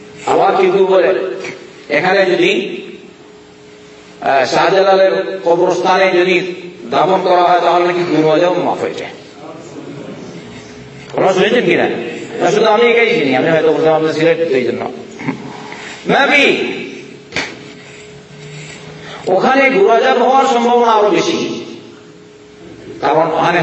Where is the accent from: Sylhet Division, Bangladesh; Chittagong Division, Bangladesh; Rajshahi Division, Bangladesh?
Sylhet Division, Bangladesh; কোনদিন আমি দুই মনে দেখলাম না গরম, আমি তো সিলেটের মানুষ দেখলাম না গরম।